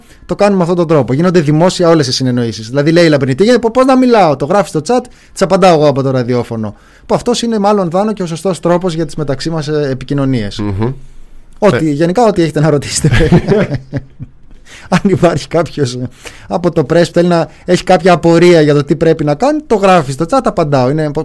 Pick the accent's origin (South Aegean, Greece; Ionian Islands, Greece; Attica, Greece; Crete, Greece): Attica, Greece; Ilioupoli; Εγώ είμαι από την Ηλιούπολη.